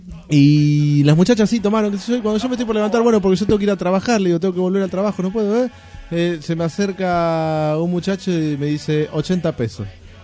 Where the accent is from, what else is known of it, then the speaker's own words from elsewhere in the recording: Moreno, Buenos Aires Province, Argentina; soy de Moreno, tengo que trabajar, volver a mi casa.